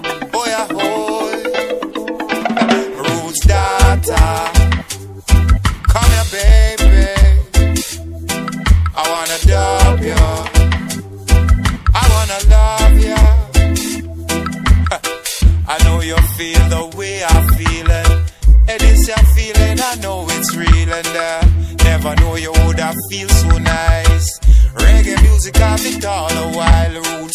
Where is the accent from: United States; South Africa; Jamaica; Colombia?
Jamaica; No, I'm from the, I'm from Jamaica, the island, the sweet reggae island, you know.